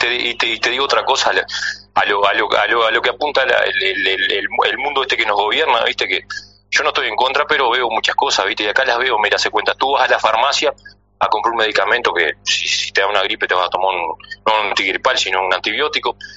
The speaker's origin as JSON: {"language": "Spanish", "region": "Rocha", "country": "Uruguay", "said": "Soy de Rocha, sí, de Rocha."}